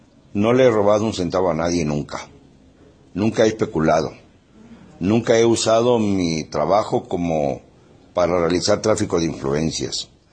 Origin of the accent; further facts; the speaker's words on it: Mexico; Y yo soy mexicano y sigo esas costumbres.